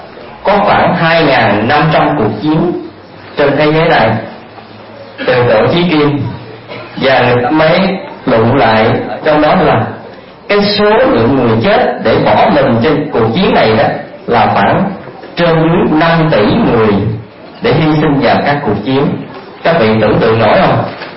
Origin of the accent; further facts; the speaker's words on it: Vĩnh Long, Vietnam; Đại quê tôi đợi Vĩnh Long à, chính tỉnh miền Tây là ngứa là đồng bằng sông Cửu Long.